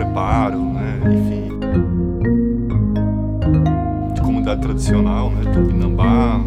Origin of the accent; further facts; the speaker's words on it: Sergipe, Brazil; Sou sergipano, sou lá do Nordeste do Brasil. Cresci em Bento, no litoral. Cresci no sertão, com agricultura